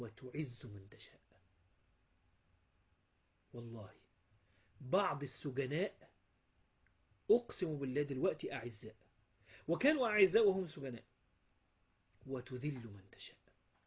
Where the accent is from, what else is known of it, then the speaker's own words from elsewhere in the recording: Egypt; ممكن ده مش عندنا في مصر